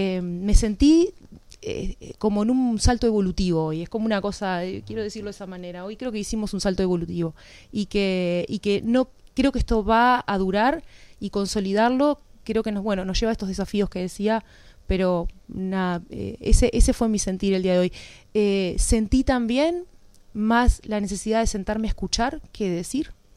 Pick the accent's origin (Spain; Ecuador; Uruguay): Uruguay; Progreso, Canelones; Yo soy de Progreso, pero tengo el corazón en Santa Lucía.